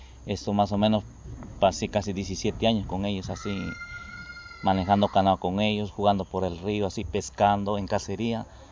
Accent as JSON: {"language": "Spanish", "town": "Salinas", "region": "Santa Elena", "country": "Ecuador", "tie": "born or raised there", "also_born_or_lived": "El Oro", "said": "yo me digo que soy de Salinas, de las Salinas, porque yo llegué a vivir de 7 años ahí. Yo soy de la costa, de la provincia del Oro"}